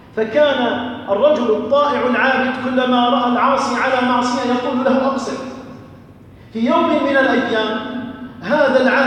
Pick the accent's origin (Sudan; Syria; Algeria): Algeria; اللهم احفظ بلدنا الجزائر، اللهم أمن بلدنا الجزائر